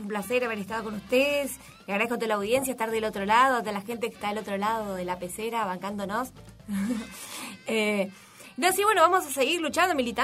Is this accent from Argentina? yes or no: yes; Argentina; a que todos como ciudadanos argentinos, y gracias a esta ley, tengamos acceso a los productos culturales.